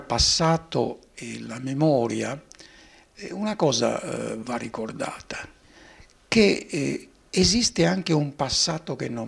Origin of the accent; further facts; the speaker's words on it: Sardinia, Italy; In Sardegna, io sono sardo, mi permettete questo riferimento localistico